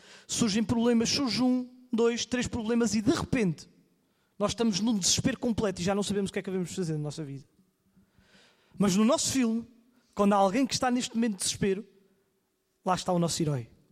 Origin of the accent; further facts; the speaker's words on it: Coimbra, Portugal; Os irmãos entendem, eu cresci em Coimbra, mas eu não me sentia seguro.